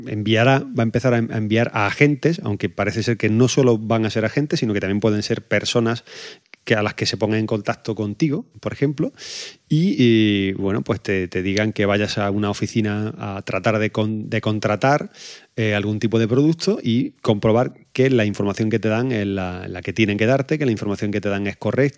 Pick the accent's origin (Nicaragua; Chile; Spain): Spain; Andalusia; yo como andaluz estoy deseando abrazar